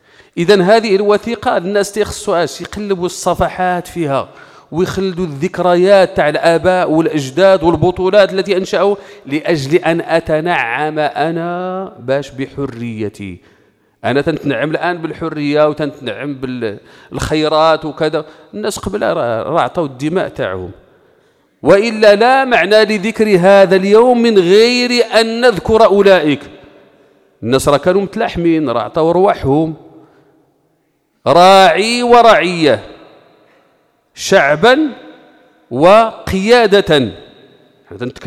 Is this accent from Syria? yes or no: no; Morocco; لأنه آش مسألة تتخصني أنا كمغربي